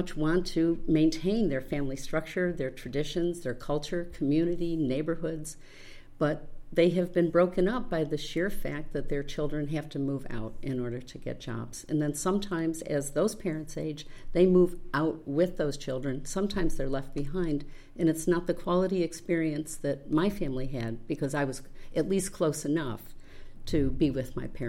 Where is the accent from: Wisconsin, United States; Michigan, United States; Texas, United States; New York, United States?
New York, United States; Rochester; I grew up in Rochester. My father had a restaurant up there